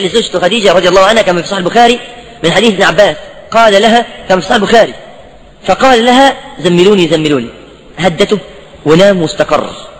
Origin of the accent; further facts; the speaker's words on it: Egypt; واحنا شعب مصري يحب يعني ايه يخلي قصه محبوكه